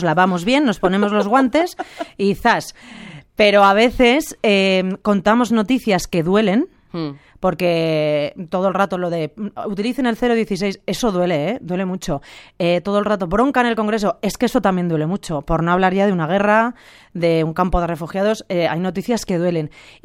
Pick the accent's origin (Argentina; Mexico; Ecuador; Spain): Spain; Villares; ha estado en mi pueblo, en Villares.